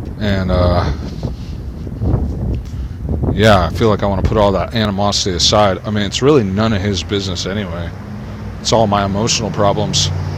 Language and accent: English; Santa Cruz, California, United States; born there; now in Los Angeles, United States; because I was born in Santa Cruz.